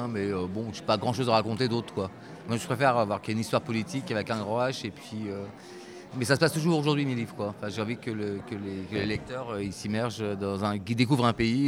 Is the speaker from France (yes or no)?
yes; Brittany, France; Alors, moi, je suis breton.